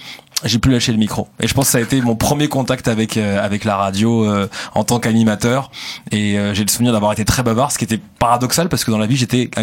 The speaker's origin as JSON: {"language": "French", "town": "Sevran", "region": "Île-de-France", "country": "France", "tie": "born or raised there", "said": "J'ai grandi à Sevran dans le 93."}